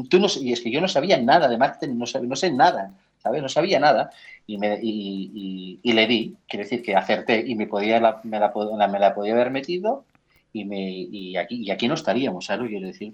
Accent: Catalonia, Spain; como buen catalán que soy, que somos muy tozudos

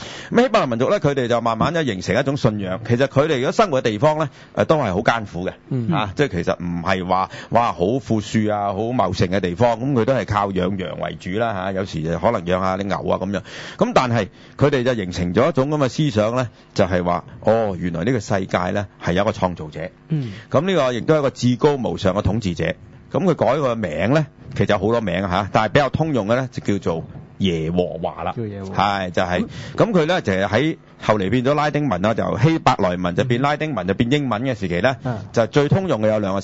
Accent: China; 因為遷就我哋中國人啊，我哋中國人就

